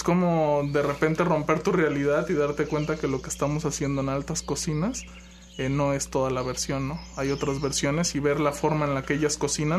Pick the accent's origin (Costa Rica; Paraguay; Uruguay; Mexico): Mexico; Xalapa, Veracruz; De aquí, de Jalapa.